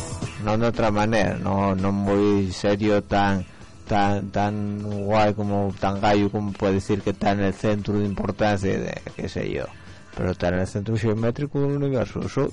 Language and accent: Spanish; Spain; en este país, en España, yo soy español, coño, tengo un carnet glupón.